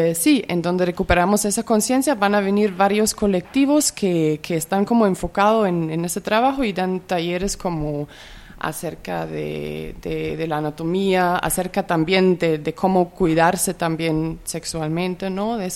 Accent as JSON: {"language": "Spanish", "country": "Germany", "said": "y también mucho en el contexto alemán de donde vengo"}